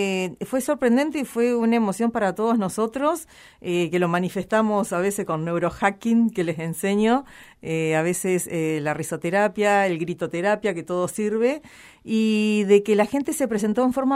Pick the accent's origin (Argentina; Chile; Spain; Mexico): Argentina; Necochea, Buenos Aires Province; que yo desde mi ciudad natal, desde Necochea, que hace unos años viviendo acá